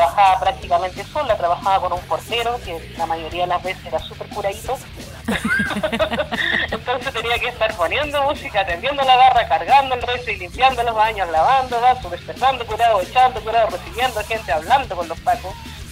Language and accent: Spanish; Tocopilla, Antofagasta, Chile; also born or lived in La Serena / Viña del Mar; Sí, nací en Tocopilla un 23 de febrero, allá en la zona norte, zona de sacrificio. Viví hasta los 12 años ahí. De ahí me vine a vivir a La Serena